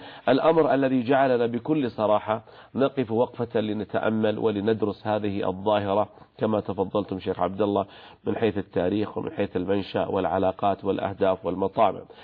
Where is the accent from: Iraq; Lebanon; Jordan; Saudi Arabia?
Saudi Arabia; بلادنا المملكة العربية السعودية تعشق الأمن والسلام وحسن الجوار